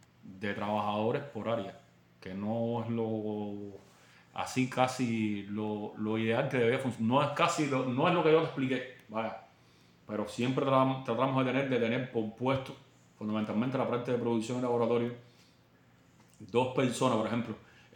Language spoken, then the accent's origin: Spanish; Cuba; Que como cubanos al fin nosotros somos muy negligentes.